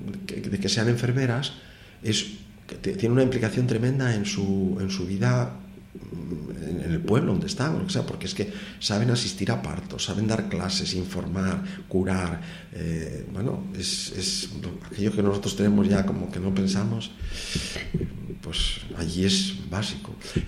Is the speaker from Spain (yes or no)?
yes; Cantabria, Spain; now in Gijón, Spain; Yo vengo de Cantabria, aunque vivo en Gijón por elección propia, ¿eh?